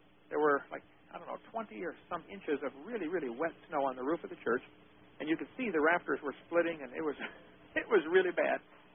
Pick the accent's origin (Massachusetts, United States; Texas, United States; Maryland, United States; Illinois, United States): Illinois, United States; I was born and raised in Illinois. We almost moved to Ohio as a kid.